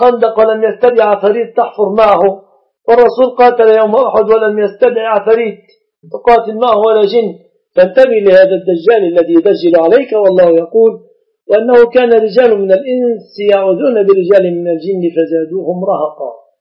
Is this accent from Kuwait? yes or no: no; Egypt; لازم تأتي لأم العريس في بلادنا مصر الأيام هذه في القرى